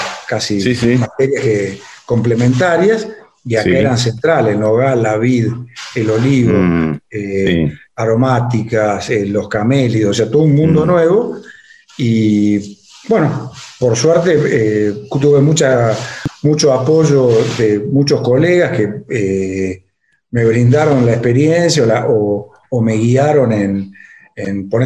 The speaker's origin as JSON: {"language": "Spanish", "town": "Villa Mercedes", "region": "San Luis", "country": "Argentina", "tie": "born there", "lives_now": "Buenos Aires, Argentina", "said": "Yo soy nacido en Villa Mercedes, en San Luis. Pero mira. Por el trabajo de mi papá, viajamos por varios lados y finalmente recalé en Buenos Aires a estudiar."}